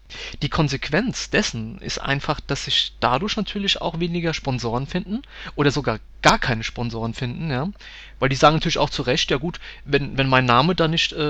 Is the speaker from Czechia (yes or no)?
no; Rhineland-Palatinate, Germany; Und ich komme ja ganz aus der Nähe von Mainz.